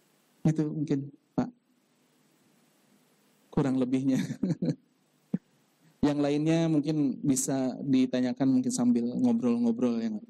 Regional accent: Bandung, West Java, Indonesia; born there; now in Timika, Indonesia; lahir di Bandung. Saat ini tinggal di Timika.

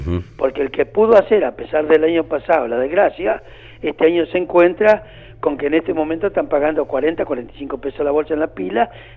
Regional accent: General Roca, Río Negro, Argentina; Yo soy de Roca, así que sí, lo conozco bien.

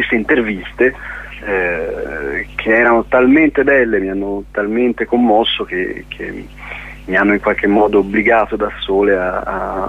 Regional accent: Florence, Tuscany, Italy; Diciamo che vengo da Firenze

